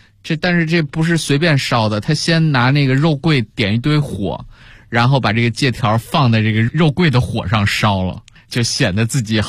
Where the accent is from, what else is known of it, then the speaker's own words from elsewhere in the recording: China; 我们中国人也是这样，要不然炒菜为什么发明十三香呢